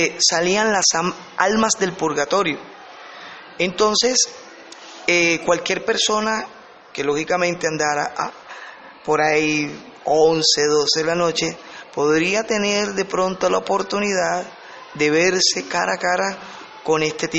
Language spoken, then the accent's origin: Spanish; Colombia; nuestro país, Colombia, son ricas en mitos y leyendas